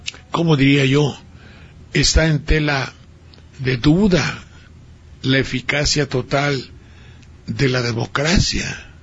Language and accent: Spanish; Xalapa, Veracruz, Mexico; ¿saben ustedes que mi tierra, Jalapa, está en un tsunami terrorífico?